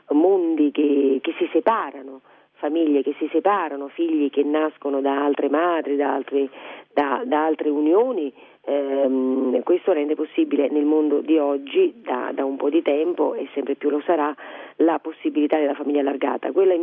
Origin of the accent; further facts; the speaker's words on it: Naples, Campania, Italy; lei giustamente non è napoletana, io sono napoletana